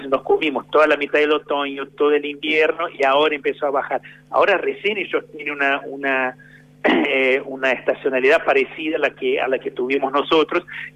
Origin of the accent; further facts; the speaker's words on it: Brazil; Spanish is a second language; Yo que soy de Brasil, puedo decir con mucha propiedad que venís a una temperatura media de 35 grados, 36 grados, por lo menos donde vivía yo, ¿no?